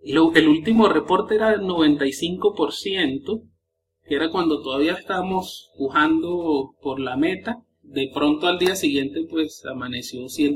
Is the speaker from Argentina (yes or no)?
no; Venezuela; now in Colombia; Venezolano viviendo en Colombia.